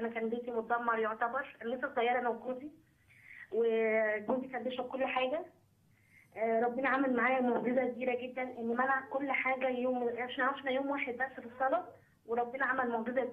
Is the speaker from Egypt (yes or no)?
yes; Minya, Minya Governorate, Egypt; أنا بعد من المنيا كمان.